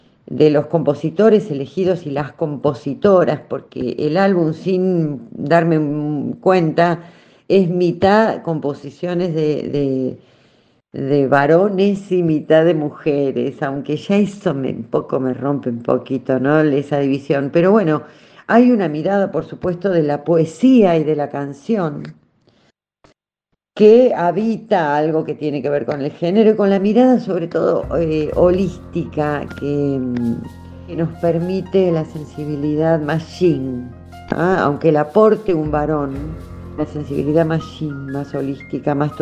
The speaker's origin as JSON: {"language": "Spanish", "region": "Buenos Aires Province", "country": "Argentina", "said": "Yo soy bonaerense, así que mi folclore bonaerense"}